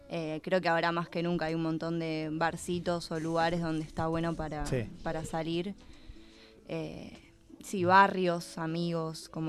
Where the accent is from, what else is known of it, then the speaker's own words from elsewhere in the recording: Caballito, Buenos Aires, Argentina; Yo soy de Caballito, pero estuve en una murga de Almagro mucho tiempo, así que es como que me consideraba de ambos lugares, pero en realidad soy de Caballito.